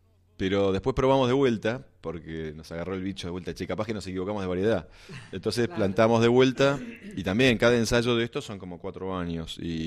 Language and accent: Spanish; Buenos Aires, Argentina; born there; moved away as an adult; also born or lived in Bariloche; now in El Hoyo, Argentina; Yo nací en Buenos Aires y a los... creo que a los 18 años, cuando terminé el colegio, decidí irme. Y eso fue mi etapa urbana de la vida. Y empecé a vivir primero en Bariloche unos años y después me vine a El Hoyo. Directamente a vivir en el campo